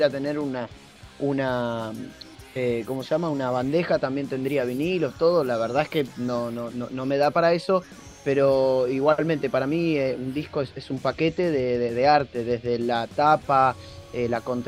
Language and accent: Spanish; Bernal, Buenos Aires Province, Argentina; Somos Gaby y yo somos de Bernal